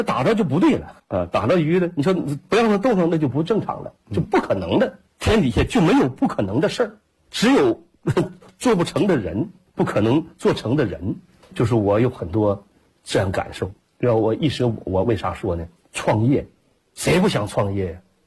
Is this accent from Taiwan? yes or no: no; Jilin, China; 我说我是吉林的